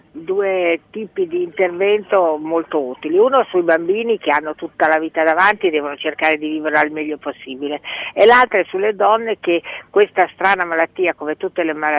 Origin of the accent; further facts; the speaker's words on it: Bologna, Emilia-Romagna, Italy; moved away as an adult; now in Milan, Italy; La mia famiglia d'origine era un padre toscano e una madre lombarda di Como. E sono nata a Bologna, dove ho vissuto 20 anni, e poi mi sono trasferita a Milano perché mi sembrava che Milano nel 1961 fosse una terra di occasioni